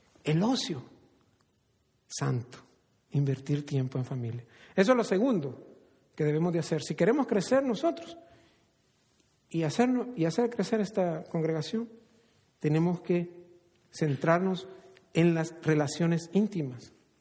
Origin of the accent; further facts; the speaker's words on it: El Salvador; yo crecí en El Salvador, como muchos saben